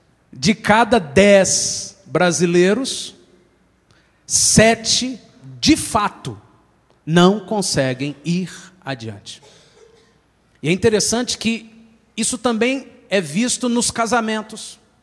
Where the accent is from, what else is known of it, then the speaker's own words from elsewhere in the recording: Brazil; Mas nós temos na nossa cultura uma qualidade maravilhosa como brasileiros, que é a do improviso. Nós somos muito feras no improviso.